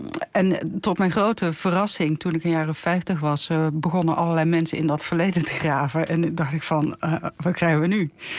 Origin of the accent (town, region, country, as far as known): Rotterdam, South Holland, Netherlands; born or raised there; also born or lived in Limburg